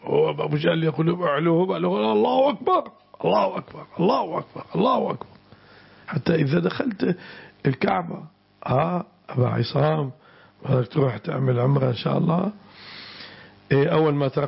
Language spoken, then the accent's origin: Arabic; Syria; البعصة اسم مكان هنا عندنا في الشام.